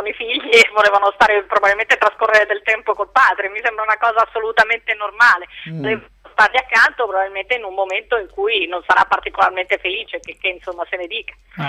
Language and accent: Italian; Trentino-Alto Adige, Italy; basti pensare a quello che ha fatto l'anno scorso sempre Gasparri nella mia terra. Berlusconi sceglie due candidati sindaci per Bolzano e Merano